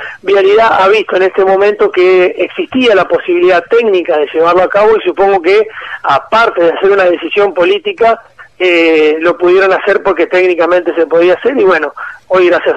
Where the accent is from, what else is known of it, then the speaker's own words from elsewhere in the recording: Argentina; lo han pensado como que somos argentinos y que nos merecemos estar conectados con el país